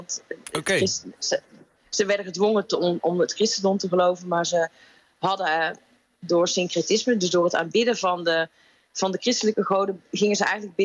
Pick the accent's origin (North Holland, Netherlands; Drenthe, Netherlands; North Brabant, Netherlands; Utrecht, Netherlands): North Brabant, Netherlands; Nou, ik ben opgegroeid in Brabant.